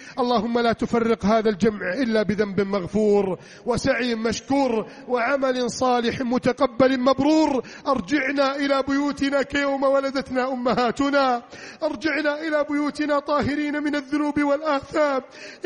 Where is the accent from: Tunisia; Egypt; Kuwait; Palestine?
Egypt; اللهم اجعل بلدنا مصر آمنا مطمئنا